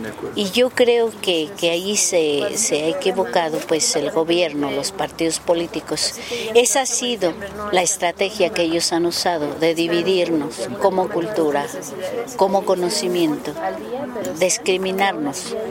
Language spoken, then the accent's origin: Spanish; Cherán, Michoacán, Mexico; allá en mi tierra, en Cherán, en Michoacán, en la cultura purépecha